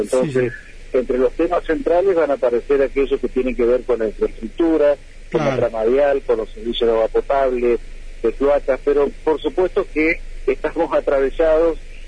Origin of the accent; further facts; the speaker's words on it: Paraná, Entre Ríos, Argentina; Y digo Santa Fe, si bien yo soy de Paraná